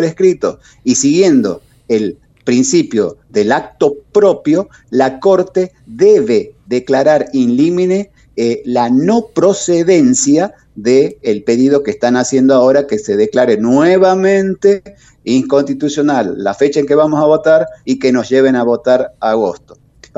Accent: Tucumán, Argentina; la verdad, como tucumano

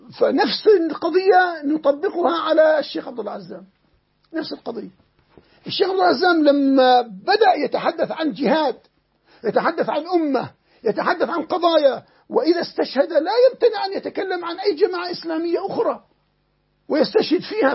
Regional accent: Jordan; عندنا في الأردن وفي غيرها

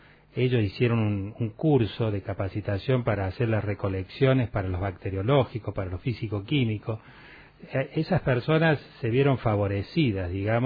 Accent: Córdoba, Argentina; Yo vengo de Córdoba capital, eso sí. Hablábamos hace un rato, cuando vine a parar al valle, del año 90

